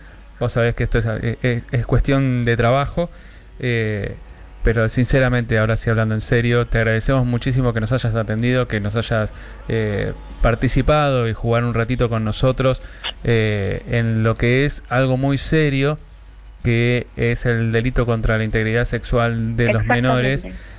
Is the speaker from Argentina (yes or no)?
yes; Wilde, Buenos Aires Province, Argentina; yo soy oriundo de la República Separatista de Wilde, que pertenece al partido de Avellaneda, que nosotros tenemos una estación de tren que se llama Darío y Maxi.